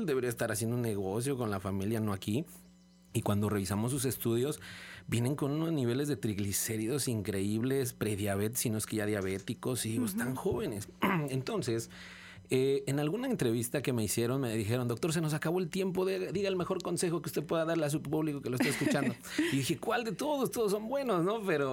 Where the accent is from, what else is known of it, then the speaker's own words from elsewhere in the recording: Mexico; nosotros como pueblo mexicano